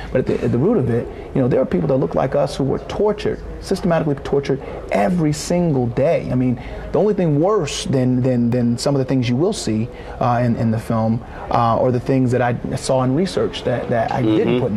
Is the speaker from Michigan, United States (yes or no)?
no; Norfolk, Virginia, United States; You know, I grew up in Norfolk, Virginia, about 42 miles east of Southampton County, where the revolt happened.